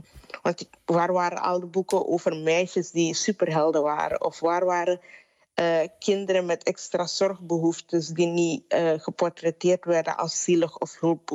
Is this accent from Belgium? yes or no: no; Suriname; now in Netherlands; ik ben opgegroeid in Suriname en in mijn jeugd, ik woon al 13 jaar niet meer daar